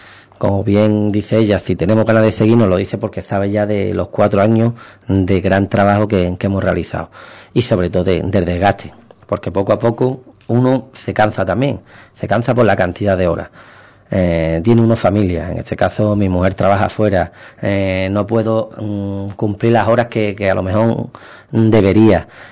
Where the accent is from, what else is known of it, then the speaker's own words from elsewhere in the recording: Ubrique, Andalusia, Spain; te llevas la alegría de ayudar a mi pueblo. Intentar, en este caso, sacar todas las actividades culturales que pueda, ir a Diputación a pedir el mayor número de dinero que pueda para que Ubrique se beneficie